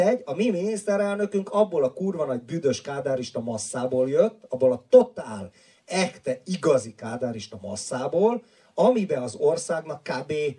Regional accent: Isaszeg, Pest, Hungary; És Isaszegen így néztük, hogy jöttek olyan emberek

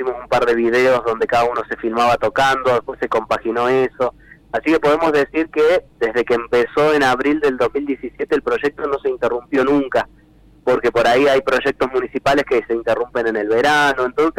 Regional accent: Córdoba, Argentina; cada vez que ponemos un pie fuera de Córdoba, y somos de Córdoba, el chiste fácil es ¿por qué no hacemos cuarteto?

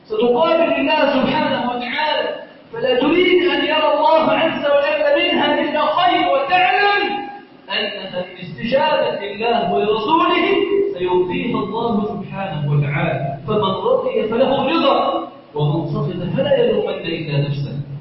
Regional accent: Egypt

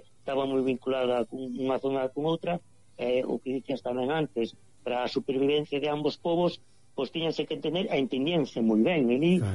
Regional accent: Galicia, Spain; Sí, que é unha riqueza e non podemos ter vergoña de ser galí.

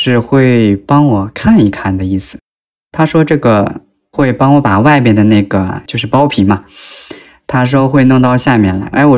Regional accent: Northeast China, China; 我是一个来自就是东三省一座小城市，应该是三线城市的吧，那种老师家的孩子

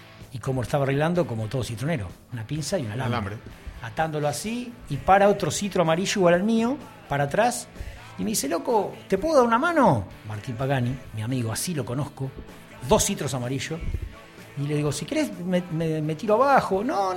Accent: Salto, Uruguay; todos saben que yo soy uruguayo, nací en Salto

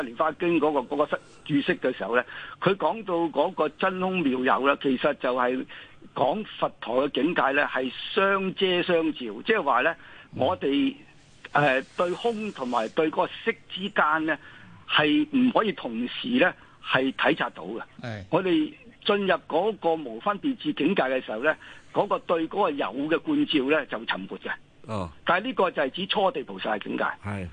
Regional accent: China; 我哋中國人吸收印度嘅波野思想嘅精髓嘅時候咧

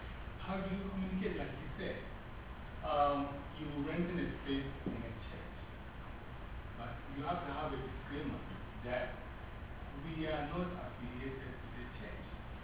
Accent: Ghana; In the first place, as we talked … I'm from Ghana. I'm teaching English.

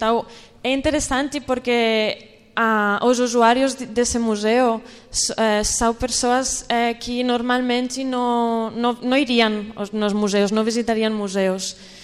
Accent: Barcelona, Catalonia, Spain; Portuguese is a second language; now in Brazil; eu sou de Barcelona, estou aqui por o meu anterior trabalho

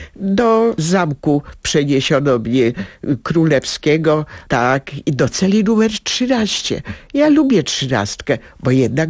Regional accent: Międzyrzec Podlaski, Lublin Voivodeship, Poland; now in Warsaw, Poland; Pochodzimy z tego samego miasta, Międzyrzec Podlaski, a teraz jesteśmy obydwie obywatelkami honorowymi Międzyrzeca, a teraz też mieszkamy niedaleko siebie. Ja w Międzylesiu, ona w Otwocku

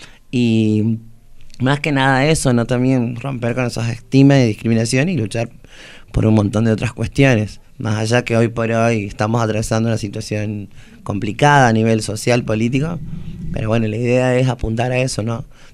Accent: Santiago del Estero, Argentina; he sido trabajadora sexual desde los 19, 20 años, en mi ciudad natal, en Santiago del Estero

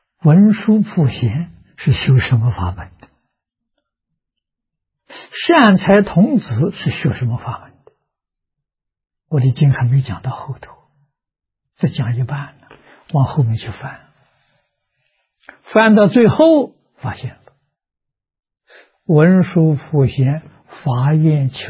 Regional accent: China; 我们中国人讲先入为主，印度人也是这个说法

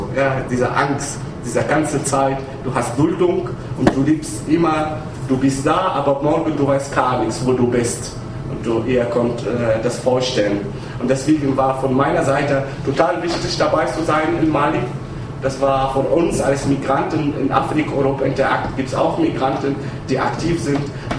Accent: Tunisia; German is a second language; moved away; bevor ich raus von Tunesien, ich komme ursprünglich aus Tunesien, ich habe 10 Jahre gebraucht, wegen einer Visum zu bekommen.

